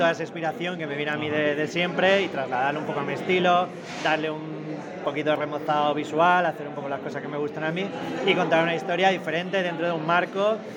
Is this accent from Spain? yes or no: yes; Balearic Islands, Spain; Pues yo soy de Mallorca